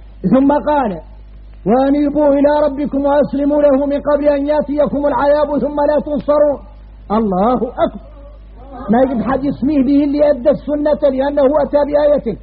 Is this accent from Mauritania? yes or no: yes; Mauritania; احنا موريتاني الخارجنا غريب